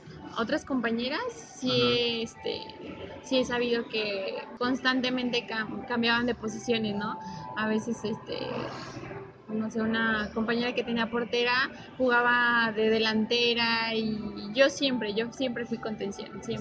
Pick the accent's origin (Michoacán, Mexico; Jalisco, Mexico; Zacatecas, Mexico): Jalisco, Mexico; Guadalajara; born there; also born or lived in Aguascalientes; soy nacida en Guadalajara, pero mis experiencias futbolísticas han sido aquí en Aguascalientes